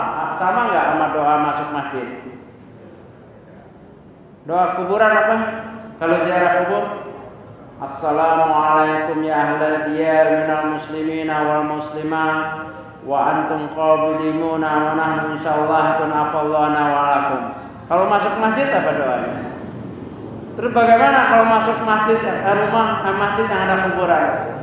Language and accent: Indonesian; Jakarta, Indonesia; Saya lahir di Bendungan Hilir, besar di Karetengsin, ngambil dulu dari Tanah Abang.